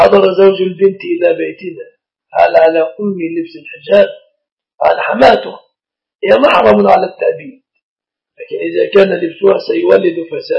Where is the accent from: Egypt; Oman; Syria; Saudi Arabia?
Egypt; هذا النصيحة النساء في بلادنا مصر، بعض البلاد ليس كل مصر